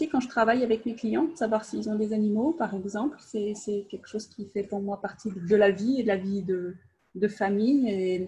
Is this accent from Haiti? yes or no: no; France; je suis française et j'habite en Normandie, dans le nord-ouest de la France.